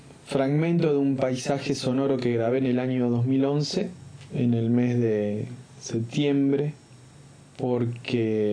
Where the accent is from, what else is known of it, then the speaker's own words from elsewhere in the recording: Córdoba, Argentina; now in Rosario, Argentina; Vengo de una ciudad muy pequeña, del interior de Córdoba, pero me gusta estar en la ciudad, en esta ciudad donde vivo actualmente, que es la ciudad de Rosario.